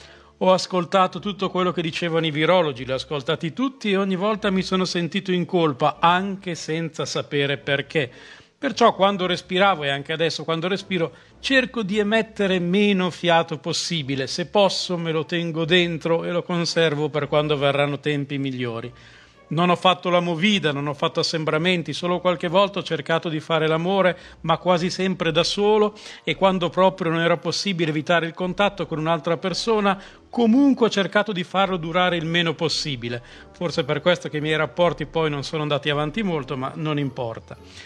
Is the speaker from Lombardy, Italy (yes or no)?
yes; Milan, Lombardy, Italy; sono milanese